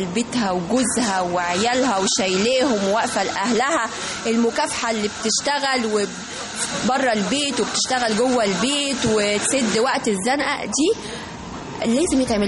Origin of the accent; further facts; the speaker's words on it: Egypt; كنت انا الفائزة من مصر ممثلة للمجموعة بتاعتي واللي بتتبنى قضية الام المعيلة في مصر